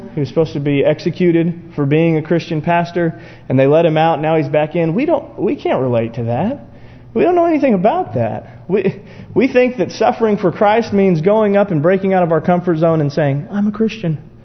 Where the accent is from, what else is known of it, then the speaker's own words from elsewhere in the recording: United States; because that's who I am. I'm an American.